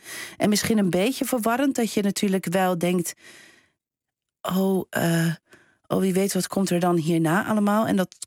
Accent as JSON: {"language": "Dutch", "country": "Belgium", "lives_now": "Netherlands", "said": "ik kwam dan uit België"}